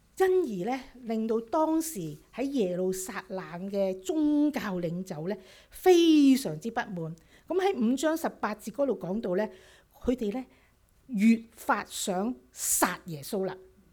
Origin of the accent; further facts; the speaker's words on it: China; 猶太人同我哋中國人差唔多嘅